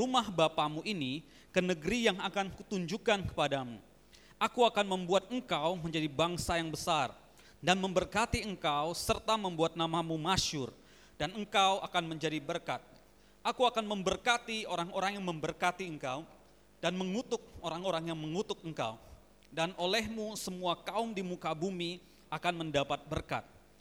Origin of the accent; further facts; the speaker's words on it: Pontianak, West Kalimantan, Indonesia; saya dari Pontianak, dari daerah, pertama kali ke Jakarta